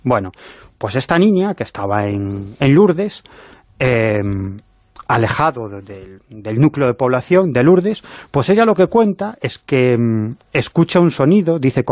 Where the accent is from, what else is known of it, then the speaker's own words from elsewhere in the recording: A Coruña, Galicia, Spain; aunque yo en realidad soy del Deportivo de La Coruña como buen coruñés.